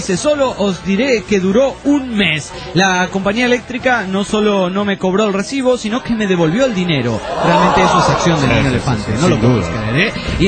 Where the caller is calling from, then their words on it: Badalona, Catalonia, Spain; de Badalona, España.